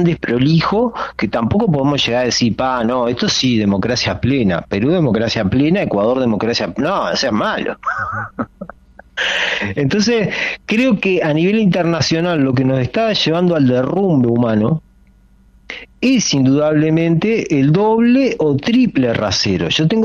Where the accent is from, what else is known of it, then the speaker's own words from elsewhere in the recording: Uruguay; como uruguayo acá, lo digo desde el año 2006, nunca más volví a visitar Venezuela.